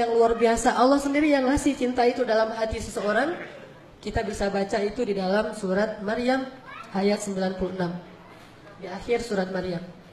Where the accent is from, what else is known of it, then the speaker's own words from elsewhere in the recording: Aceh, Indonesia; Saya sebagai orang Aceh